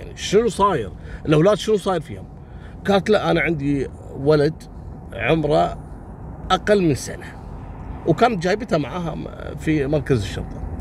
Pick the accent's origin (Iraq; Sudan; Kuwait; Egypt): Kuwait; بداية عام 2002 عندنا في الكويت، في امرأة كويتية زوجها ضاربها